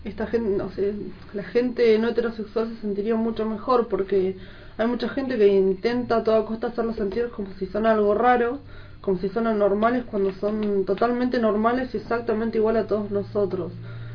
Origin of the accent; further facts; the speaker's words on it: Cinco Saltos, Río Negro, Argentina; soy de Cinco Saltos